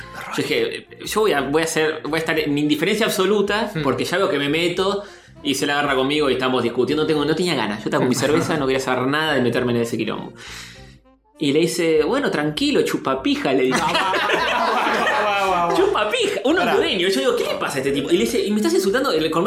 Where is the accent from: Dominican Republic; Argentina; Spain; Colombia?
Argentina; Yo soy argentino